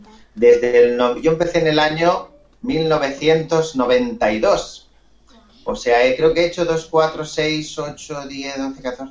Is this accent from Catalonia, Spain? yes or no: yes; Argentona, Catalonia, Spain; yo soy de Barcelona, de un pueblecito muy pequeño que se llama Argentona